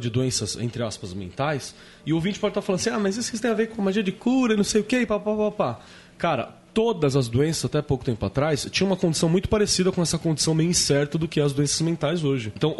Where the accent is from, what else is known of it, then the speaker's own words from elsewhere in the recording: Mauá, São Paulo, Brazil; na região de onde eu vim ali, da Mauá